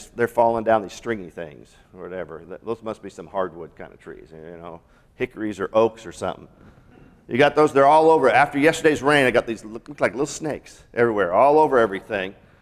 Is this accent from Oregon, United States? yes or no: no; Seattle, Washington, United States; And growing up in Seattle and Washington, I was just, whoa, what's going on here?